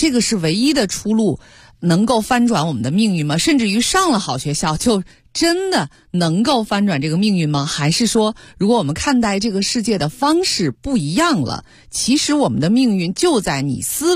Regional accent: Beijing, China; 我想我一个从小在北京出生长大的一个孩子啊，小的时候就是个北京孩子，

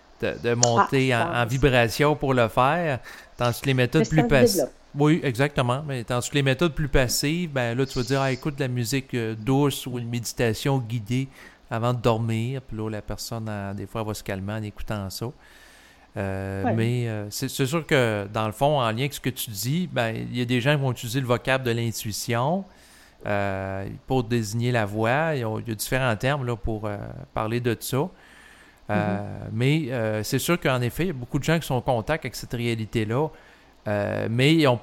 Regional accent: Quebec, Canada; on est des Québécois

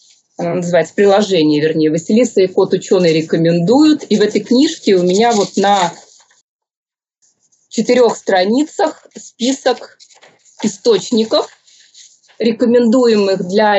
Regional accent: Saint Petersburg, Russia; Я и родилась в Петербурге, и училась там, и прожила.

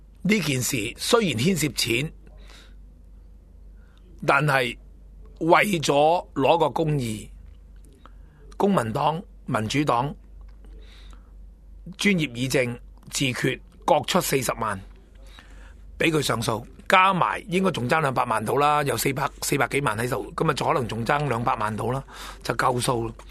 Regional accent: China; 我都系承认我系中国人

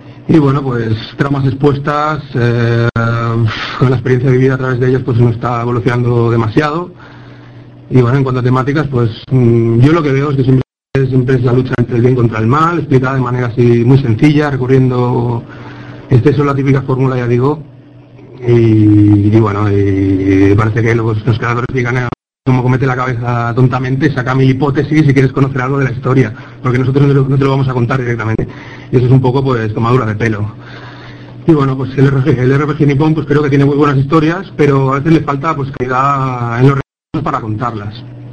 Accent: Barcelona, Catalonia, Spain; soy de Barcelona.

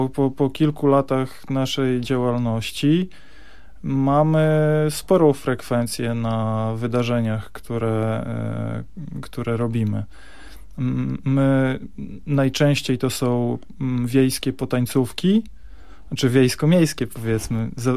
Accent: Bartoszyce, Warmian-Masurian Voivodeship, Poland; now in Gdynia, Poland; Tak, pochodzę z warmińsko-mazurskiego, z Bartoszyc. To w zasadzie nie jest ani Warmia, ani Mazury. U nas się na to mówi, że to jest Warmia, bo nie są to Mazury, ale tak naprawdę to są po prostu Prusy. Mieszkam natomiast na co dzień w Gdańsku. W Gdyni w zasadzie

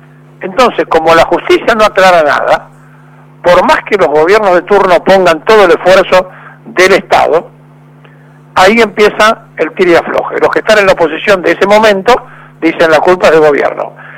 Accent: Argentina; El Estado-Nación somos todos los argentinos que lo componemos.

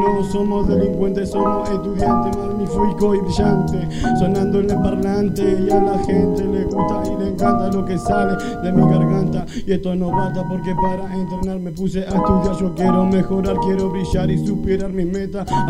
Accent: Argentina; Yo no soy de Puerto Rico, soy argentino

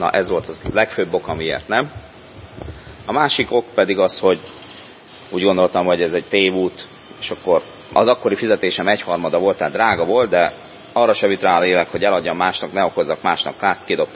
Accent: Miskolc, Borsod-Abaúj-Zemplén, Hungary; Szóval ez 1991-ben volt, miskolci vagyok

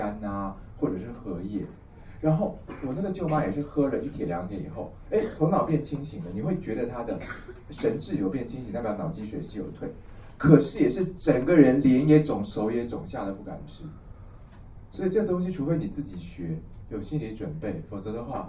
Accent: Taiwan; 而且我们台湾人的水土体质其实非常明显

